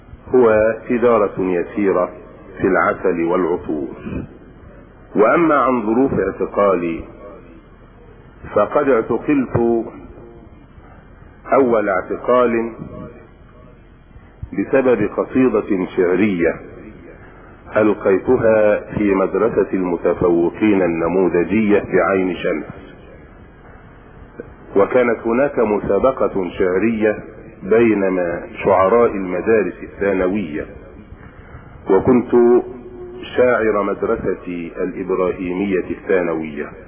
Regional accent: Minya Governorate, Egypt; also born or lived in Dronka, Asyut; ومحل ميلادي درونكة إحدى قرى أسيوط. وقد عشت طفولتي في الصعيد، وبخاصة في محافظة المنيا.

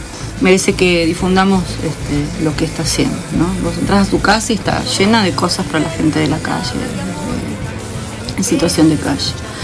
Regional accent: Buenos Aires, Argentina; Ya venía de provincia, yo soy de provincia de Buenos Aires

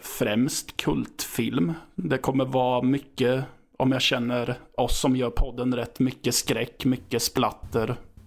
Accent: Rydsnäs, Östergötland, Sweden; Västra Ryd är det korrekta namnet, men det kallas oftast för Rydsnäs.

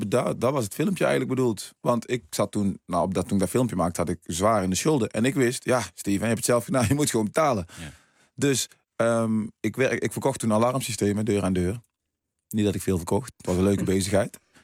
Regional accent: Suriname; now in Netherlands; Ik kom uit Suriname, ook een heel mooi land overigens. Waar toen heel veel problemen waren. Ik ben naar Nederland gekomen.

